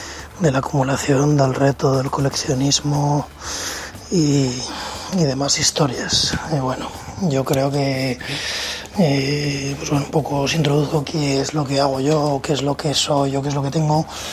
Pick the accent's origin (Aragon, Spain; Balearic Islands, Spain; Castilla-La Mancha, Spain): Aragon, Spain; Zaragoza; soy de Zaragoza